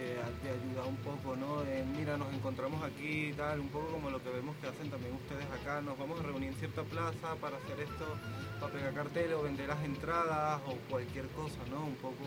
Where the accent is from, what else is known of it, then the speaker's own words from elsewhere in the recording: Venezuela; now in Spain; yo soy de Venezuela, tengo 13 años en España